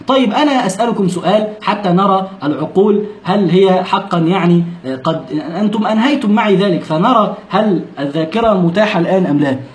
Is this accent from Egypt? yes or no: yes; Egypt; يعني عندنا في مصر يسمونها لدغة